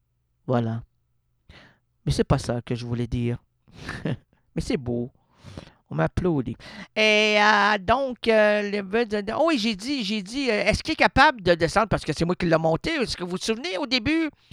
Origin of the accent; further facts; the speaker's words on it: Quebec, Canada; Non, on est français au Québec, là. On est francophone au Québec.